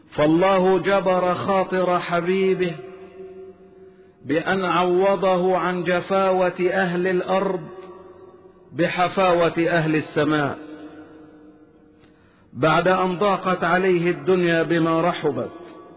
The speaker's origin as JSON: {"language": "Arabic", "country": "Egypt", "said": "واحفظ بلدنا مصر واجعلها سخاء رخاء وسائر بلاد المسلمين"}